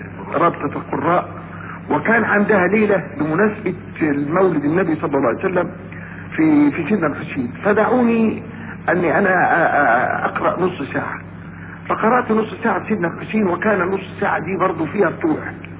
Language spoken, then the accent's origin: Arabic; Mit Rizaz, Gharbia, Egypt; من ميت رزاز، بلد اسمها ميت رزاز،